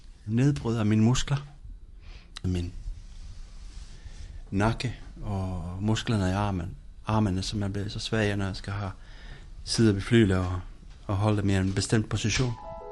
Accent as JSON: {"language": "Danish", "country": "Finland", "lives_now": "Denmark", "said": "og jeg kommer fra Finland"}